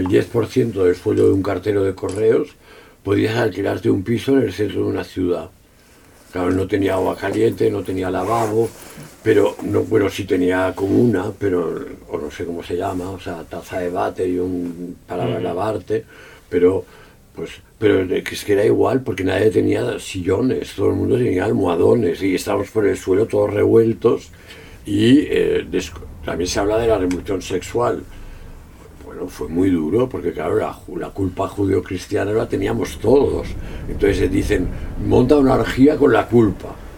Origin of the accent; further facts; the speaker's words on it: Catalonia, Spain; sí, soy catalán